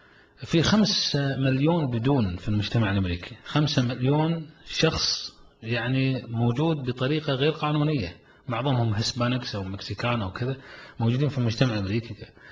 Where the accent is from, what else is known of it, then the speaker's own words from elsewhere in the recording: Kuwait; احنا كمجتمع كويتي نمر في ظروف